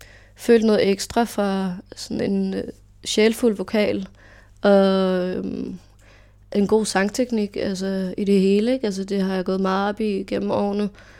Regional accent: Farum, Capital Region of Denmark, Denmark; Jeg er vokset op i en i Farum. Jeg har aldrig flyttet indtil snart.

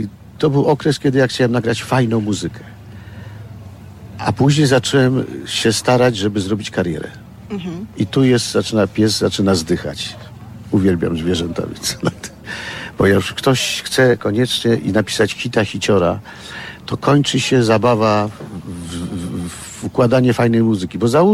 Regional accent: Kraków, Lesser Poland, Poland; się urodziłem w Krakowie, dzięki temu, że się wychowałem wśród takich mistrzów batuty jak Wisłocki, Kręc, Kort, Missona

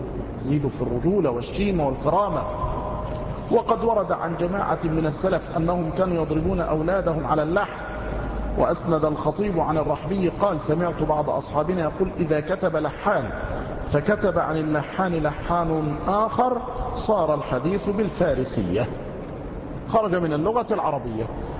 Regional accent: Mansoura, Dakahlia, Egypt; عندما بقيت في بعض القرى عندنا في المنصورة

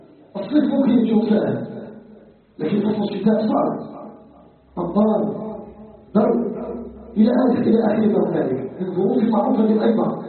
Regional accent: Algeria; نسألك جل وعلا أن يجعل بلدنا الجزائر بلدا آمنا مطمئنا

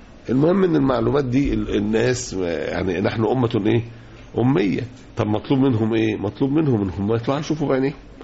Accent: Egypt; عندنا في مصر اتعملت لجنة

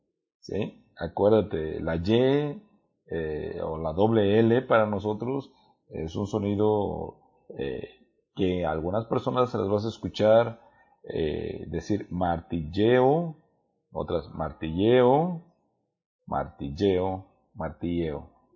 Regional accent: Mexico; no todos tenemos buena dicción o buena pronunciación, aun cuando somos mexicanos.

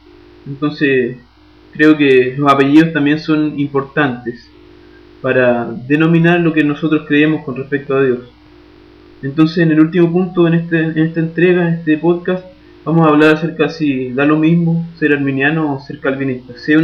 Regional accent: Chile; now in Brazil; un chileno estudiante de teología. Actualmente estoy estudiando en un seminario de la Iglesia Presbiteriana de Brasil. Estoy preparándome para ser pastor de mi iglesia en Chile, de la Iglesia Presbiteriana Nacional.

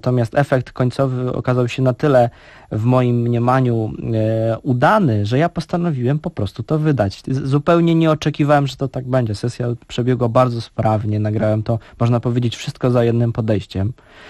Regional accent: Warsaw, Masovian Voivodeship, Poland; Pochodzę z Warszawy

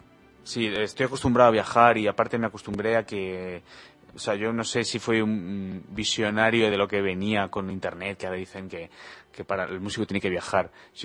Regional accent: Spain; Pero España no es un país rockero. Y yo lo digo como español.

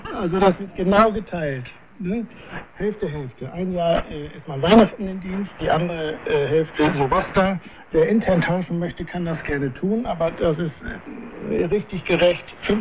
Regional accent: Leer, Lower Saxony, Germany; Heimathafen Leer ist also sowieso meine Heimatstadt. Ich bin hier geboren und habe auch hier mein Kapitänspatent gemacht.

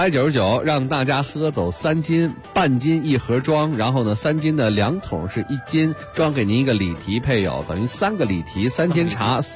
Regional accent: Beijing, China

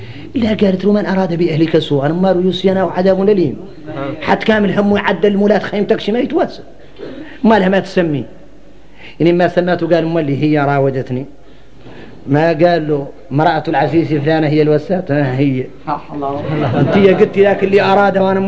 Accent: Mauritania; احنا موريتاني غريبين

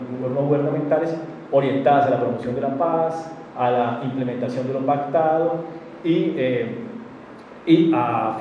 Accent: Colombia; O aquello que nos une como los colombianos sería la Carta Política del 91

